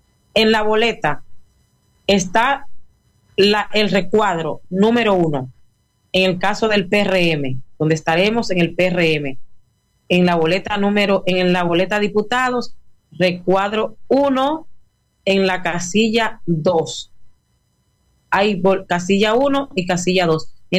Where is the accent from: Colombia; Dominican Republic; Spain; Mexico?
Dominican Republic; Somos dominicanos